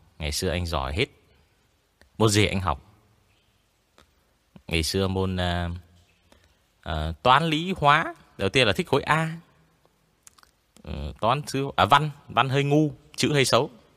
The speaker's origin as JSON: {"language": "Vietnamese", "region": "Quang Ninh", "country": "Vietnam", "tie": "born or raised there", "lives_now": "Hanoi, Vietnam", "said": "Thì đợt mình mới ở quê lên, mình ở quê của mình là từ bé mình ở Quảng Ninh. Thế là mình bị ngọng, mình bị ngọng chữ N với cả L và từ em."}